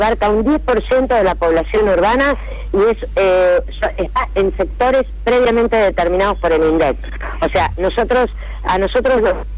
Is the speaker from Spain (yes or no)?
no; Argentina; nos van a ser útil y a beneficiar a todos como argentinos